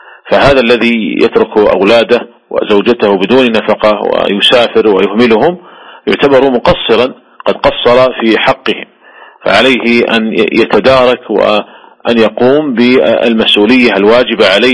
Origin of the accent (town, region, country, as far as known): Saudi Arabia